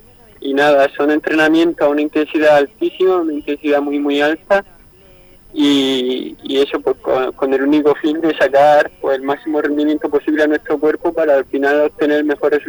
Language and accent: Spanish; San Javier, Region of Murcia, Spain; aquí en mi tierra, en Murcia, entre San Javier, que es mi pueblo, y la capital de Murcia